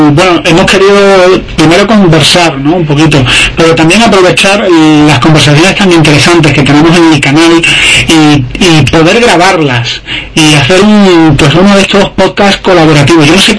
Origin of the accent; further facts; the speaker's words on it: Spain; iba a echarme la siesta como buen español